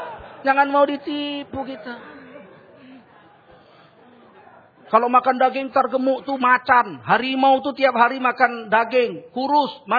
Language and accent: Indonesian; North Sumatra, Indonesia; Jadi kalau kami orang Sumatera Utara, kalau istrinya gemuk, berarti suaminya baik.